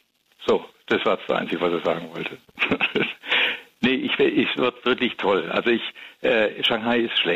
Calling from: Berg, Bavaria, Germany; Von Berg, im Starnberger See.

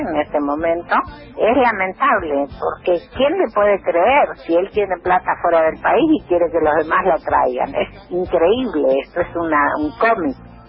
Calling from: Flores, Buenos Aires, Argentina; de Flores, la Villa Mariense.

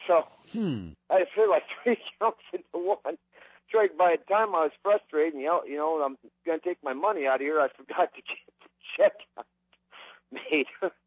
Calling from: Oregon, United States; from Oregon.

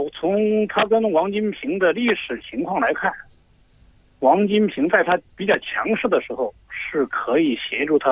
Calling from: Hunan, China; 我是湖南的。

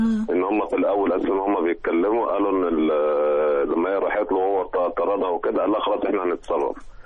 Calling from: Giza, Giza Governorate, Egypt; من الجيزة.

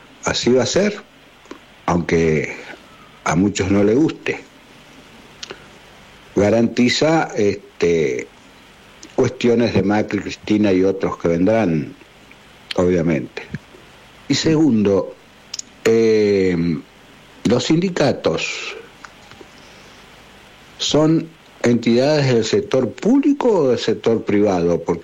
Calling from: Lobería, Buenos Aires Province, Argentina; de Lobería.

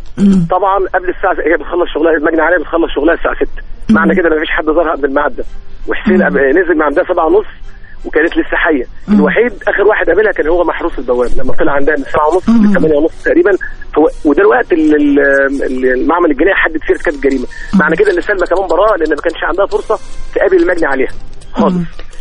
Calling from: Tanta, Gharbia, Egypt; من طنطا إن شاء الله

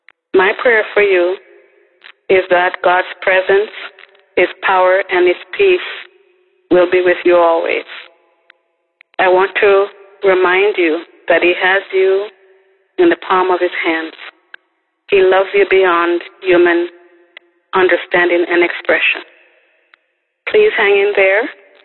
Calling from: California, United States; Good morning, Dabbers. … I'm calling from California.

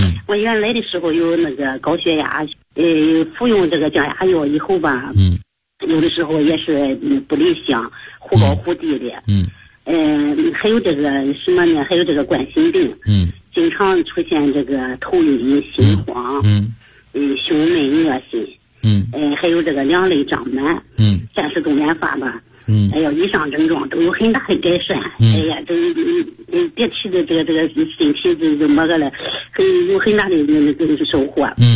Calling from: Jinan, Shandong, China; 我是济南的一名那个新学员，

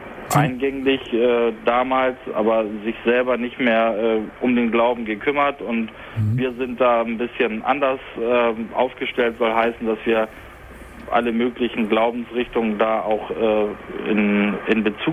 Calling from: Hamburg, Germany; seit fast 2 Monaten in einem Hospiz hier bei uns in Hamburg.

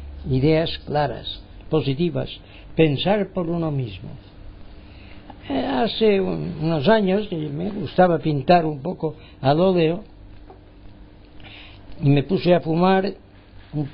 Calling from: Palma, Balearic Islands, Spain; mi parte desde Palma de Mallorca y las Baleares. España, quieren que seamos españoles, bueno, pues somos españoles

